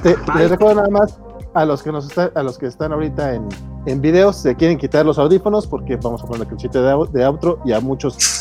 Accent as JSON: {"language": "Spanish", "region": "Durango", "country": "Mexico", "said": "demostrando que somos duranguenses"}